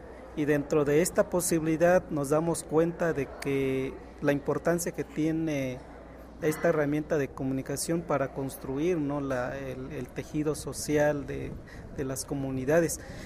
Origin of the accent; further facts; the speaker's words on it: Guerrero, Mexico; de la Costa Chica del estado de Guerrero.